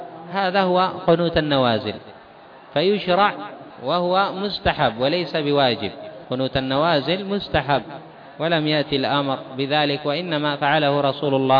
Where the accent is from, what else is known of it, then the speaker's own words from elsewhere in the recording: Yemen; مثلا عندنا في اليمن حصل